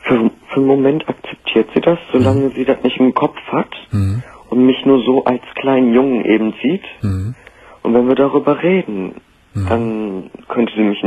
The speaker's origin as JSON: {"language": "German", "country": "Germany", "tie": "born or raised there", "said": "Also ich bin auch selber Türke, ganz Türke. Bin hier aufgewachsen, bin hier geboren worden."}